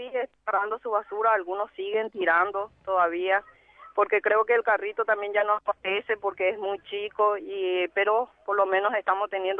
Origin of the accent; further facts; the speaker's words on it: Paraguay; ya no somos todos paisanos, somos todos paraguayos.